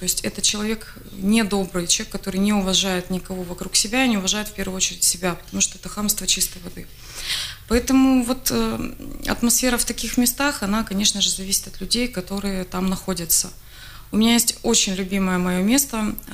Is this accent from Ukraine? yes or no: yes; Ukraine; Я же с Украины.